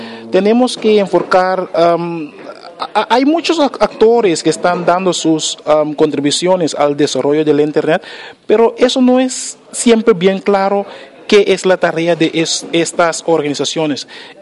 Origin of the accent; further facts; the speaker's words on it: Curaçao; Soy de Curazao. Curazao es una isla en el Caribe, como 40 millas al norte de Venezuela. Y cuando el tiempo está bien claro, podemos ver las montañas de Coro en Venezuela. Entonces, somos vecinos.